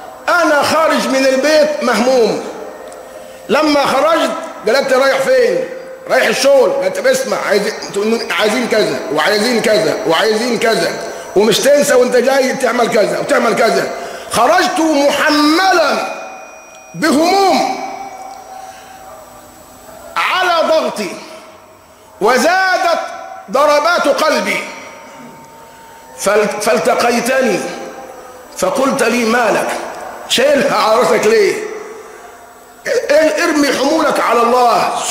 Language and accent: Arabic; Egypt; واعلم أن عندنا كمصريين من اللوازم الحياتية اللي احنا بنضرب بها المثل